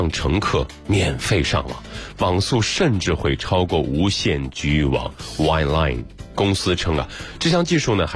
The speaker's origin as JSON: {"language": "Chinese", "region": "Shandong", "country": "China", "tie": "born or raised there", "said": "这里还有我的故乡，特别的骄傲。"}